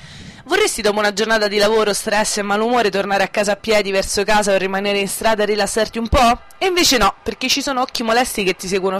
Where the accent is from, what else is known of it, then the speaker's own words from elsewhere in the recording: Ostia, Lazio, Italy; è una notizia che viene da Ostia, dalla mia terra natale